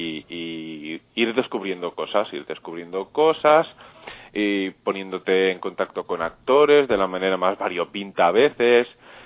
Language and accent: Spanish; Olesa de Montserrat, Catalonia, Spain; Pues mira, soy de Olesa de Montserrat, Barcelona.